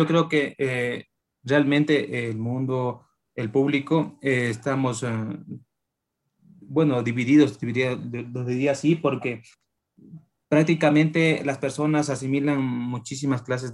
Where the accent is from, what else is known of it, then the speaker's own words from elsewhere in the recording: Ecuador; Estas hermosísimas letras que nos caracterizan como ecuatorianos, ¿no?